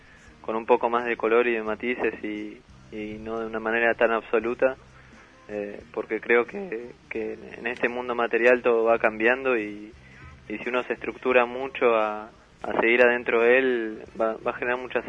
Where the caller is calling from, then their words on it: Monte Grande, Buenos Aires Province, Argentina; De Monte Grande.